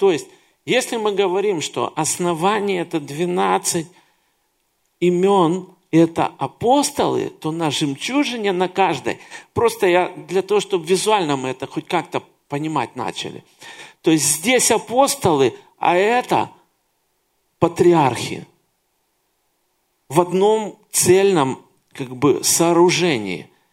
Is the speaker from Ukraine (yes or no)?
yes; Kyiv, Ukraine; Но я родился и вырос в Киеве. И в Киеве очень много таких зданий.